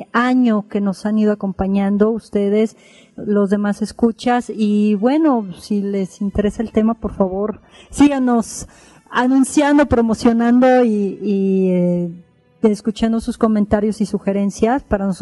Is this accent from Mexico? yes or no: yes; Mexico; Soy mujer, soy mexicana